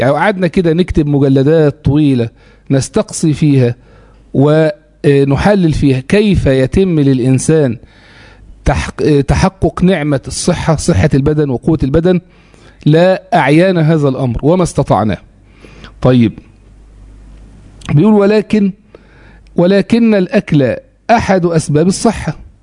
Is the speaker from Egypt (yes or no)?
yes; Egypt; أو اللي هو المشهور عندنا في مصر اسم السكر